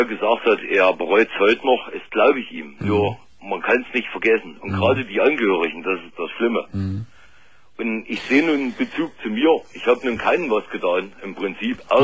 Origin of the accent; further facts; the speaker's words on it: Eisenach, Thuringia, Germany; Ich bin ein Ossi sozusagen, also Eisenach.